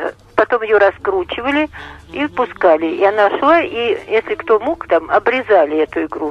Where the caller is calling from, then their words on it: Ulyanovsk, Ulyanovsk Oblast, Russia; Я из Ульяновска звоню.